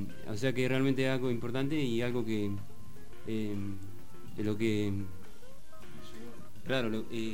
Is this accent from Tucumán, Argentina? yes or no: yes; La Madrid, Tucumán, Argentina; yo soy de La Madrid, el viaje que hemos hecho para acá, para La Plata